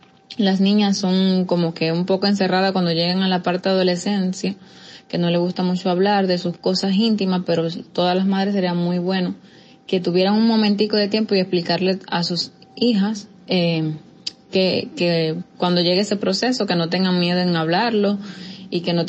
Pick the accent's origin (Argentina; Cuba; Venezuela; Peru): Cuba; Tengo 26 años, soy cubana